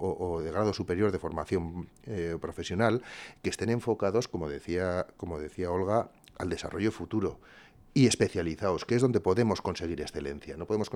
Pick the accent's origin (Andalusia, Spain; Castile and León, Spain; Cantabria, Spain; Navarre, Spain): Navarre, Spain; que somos todos los navarros